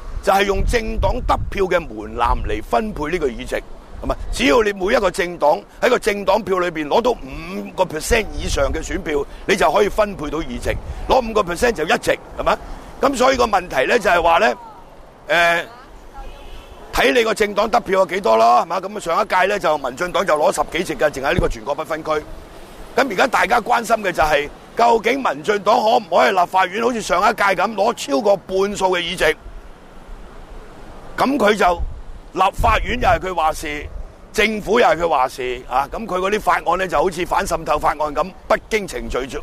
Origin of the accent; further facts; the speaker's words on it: Hong Kong; 我哋香港人關心嗰個角度就好狹隘嘅